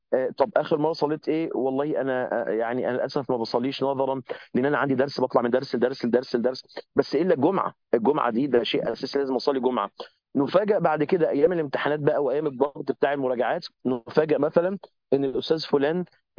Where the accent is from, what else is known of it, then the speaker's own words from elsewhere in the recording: Egypt; فبكلمه ازيك واخبارك ايه واحنا مصريين ومش عارف ايه